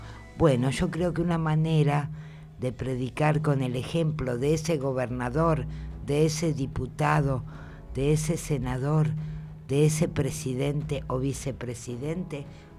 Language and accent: Spanish; Argentina; Ya sé, somos argentinos